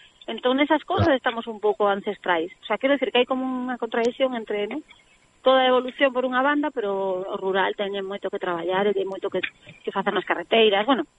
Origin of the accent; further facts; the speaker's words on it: Chantada, Galicia, Spain; Ainda que son de Chantada, uh-huh.